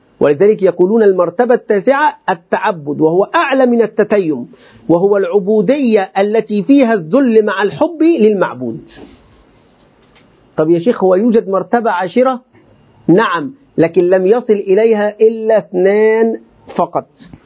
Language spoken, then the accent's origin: Arabic; Egypt; ولذلك حتى عندنا في مصر إلى الآن